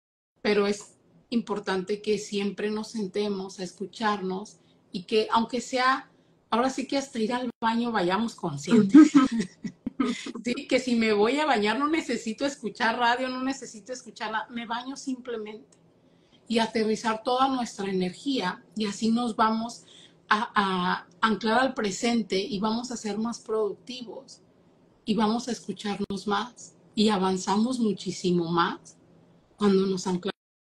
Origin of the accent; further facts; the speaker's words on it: Mexico; now in Michigan, United States; vivo en Estados Unidos